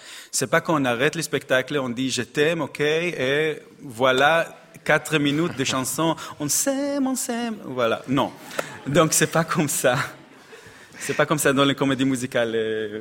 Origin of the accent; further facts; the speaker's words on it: Israel; born there; French is a second language; Je suis né en Israël, fait beaucoup de comédies musicales en Israël.